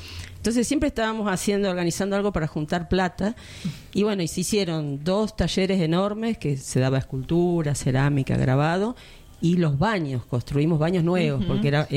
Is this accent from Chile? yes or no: no; Buenos Aires, Argentina; now in Necochea, Argentina; originariamente somos de Buenos Aires, pero estamos viviendo cerca de Necochea, que nos morimos de frío mal.